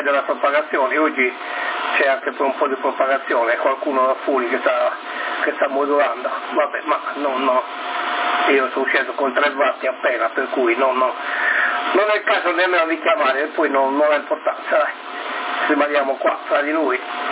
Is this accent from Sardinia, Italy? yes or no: yes; Sardinia, Italy; Tu vai a cuccia, non ti sta interrogando nessuno, che noi siamo sardi.